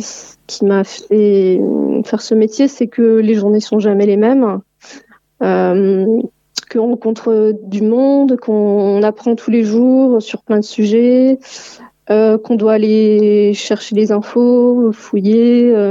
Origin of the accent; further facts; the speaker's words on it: Limoges, Nouvelle-Aquitaine, France; Alors moi je suis originaire de Limoges.